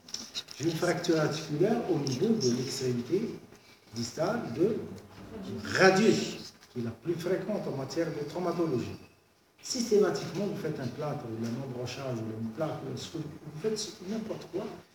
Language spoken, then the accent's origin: French; Algeria; Parce que chez nous, en Algérie, on n'a pas, si vous voulez, des statistiques.